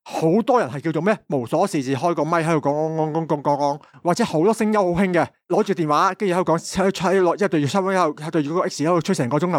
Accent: Guangdong, China; 你问我一个广东人咩嘢叫顶你个肺

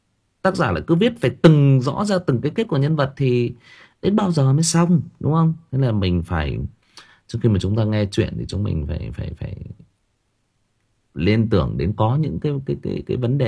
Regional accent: Northern Vietnam, Vietnam; mặc dù tôi là người Bắc, nhưng mà tôi vẫn cứ nói là tôi rất thích cái cách sống của người miền Nam

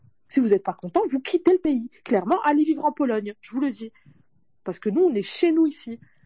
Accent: France; nous, on est musulmans et on est français, on va rester ici.

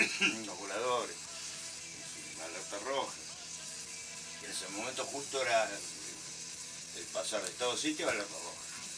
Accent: Buenos Aires, Argentina; Nací en la Boca, pero me crié en la Madriguera hasta los 10 años. Hasta los 10 años vine.

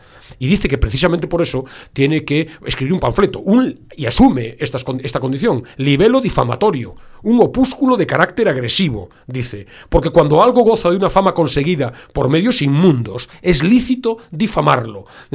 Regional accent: Galicia, Spain; accent: Galician; probablemente los oyentes hayan percibido mi sonsonete final, en mi canto un poco cuando hablo. Viniendo de Galicia

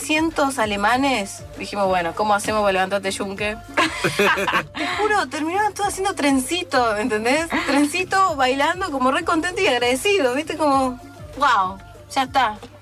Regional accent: San Isidro, Buenos Aires Province, Argentina; Nosotros somos casi todos de San Isidro, de San Norte.

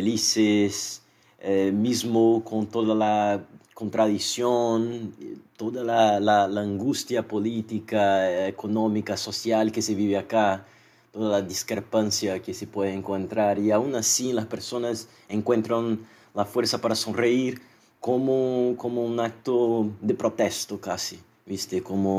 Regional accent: Salvador, Bahia, Brazil; Spanish is a second language; tengo 37 años y soy de Salvador, Bahía, Brasil.

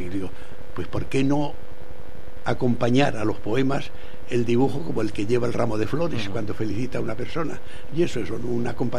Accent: Spain; ¿de dónde es usted? Digo, pues soy español.

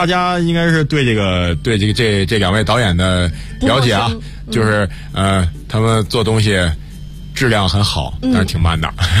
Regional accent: Northeast China, China; 虽然说我作为一个东北人，我并不觉得有多有趣

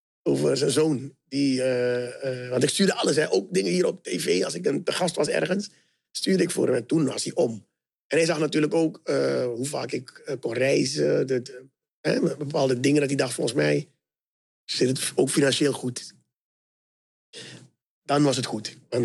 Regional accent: Suriname; Want ik kom natuurlijk uit Suriname.

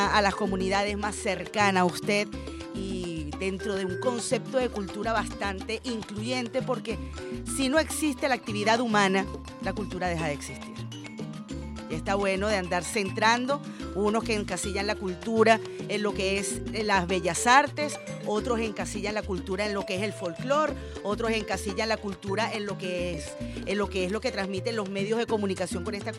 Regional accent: Caracas, Capital District, Venezuela; nuestro comportamiento, que nos definen como venezolanos, como caraqueños, como latinoamericanos

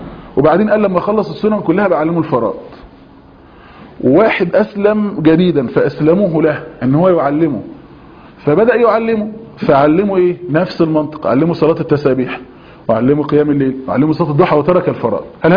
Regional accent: Egypt; واحنا عندنا في مصر بفضل الله عز وجل

